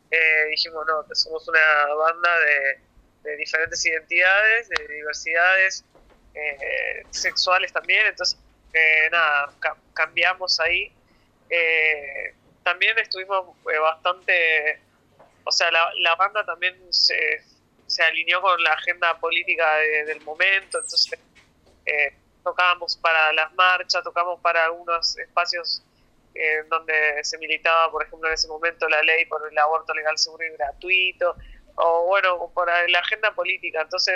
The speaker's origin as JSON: {"language": "Spanish", "town": "Berisso", "region": "Buenos Aires Province", "country": "Argentina", "said": "yo soy de Berisso"}